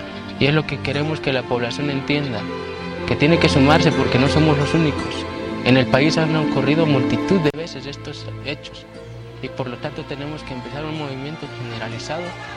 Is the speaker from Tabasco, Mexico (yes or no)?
no; Guerrero, Mexico; Porque soy guerrerense y los he visto actuar multitud de veces.